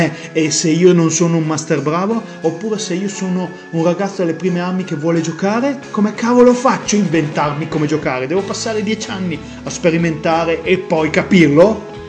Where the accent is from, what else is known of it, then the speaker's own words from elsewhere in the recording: Verona, Veneto, Italy; Ah, sono di Verona, Veneto